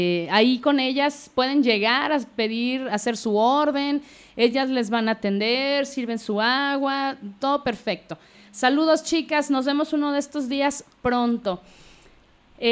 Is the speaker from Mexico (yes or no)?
yes; Mexico; No sé por qué como mexicanos siempre dejamos todo para el final.